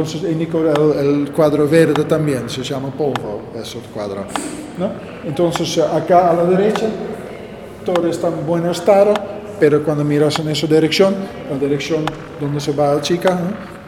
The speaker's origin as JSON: {"language": "Spanish", "country": "Netherlands", "second_language": "Spanish", "lives_now": "Argentina", "said": "porque soy de Holanda, con mi tradición holandés, con mi tradición de pintura, entro en un país de con otra tradición"}